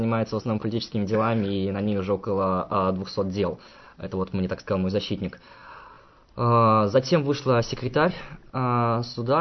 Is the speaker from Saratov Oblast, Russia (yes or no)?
yes; Saratov, Saratov Oblast, Russia; Я говорю, я сам из Саратова.